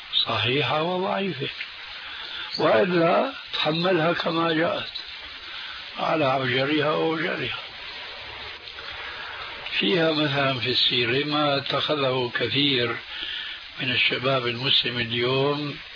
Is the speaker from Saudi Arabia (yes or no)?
no; Syria; عندنا في سوريا